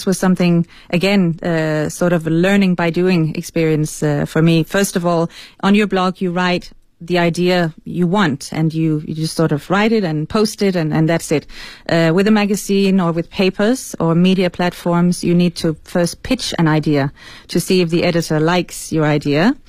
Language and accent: English; Denmark; first language Danish; English is a second language; now in China; because I'm not an English native speaker, as you can probably hear, I also wanted to try and write something in Danish, my mother tongue